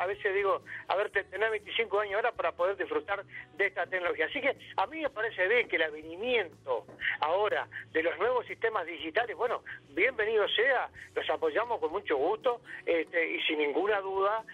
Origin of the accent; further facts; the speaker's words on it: Uruguay; Y bueno, allí arrancamos en el año 1995, donde nuestro país, Uruguay, ganara el décimo lugar en el mundo, ¿verdad?